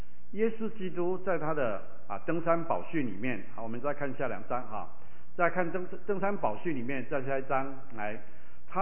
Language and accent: Chinese; Taiwan; 他们在美国长大，我在台湾长大